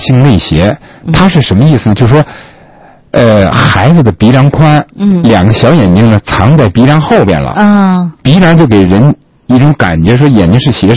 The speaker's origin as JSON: {"language": "Chinese", "country": "China", "said": "因为我们中国人是蒙古人的人种嘛"}